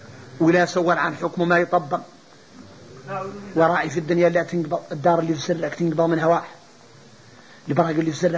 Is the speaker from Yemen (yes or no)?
no; Mauritania; يا اخوتي ذا شو احنا موريتاني ما مضيعنا الجهل